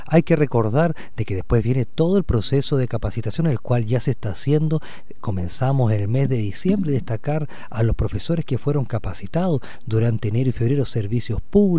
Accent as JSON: {"language": "Spanish", "region": "Los Lagos", "country": "Chile", "said": "Yo soy de Chiloé."}